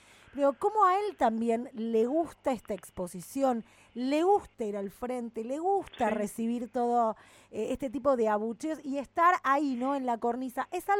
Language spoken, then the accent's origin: Spanish; Argentina; a nosotras como argentinos, ¿en qué lugar nos deja?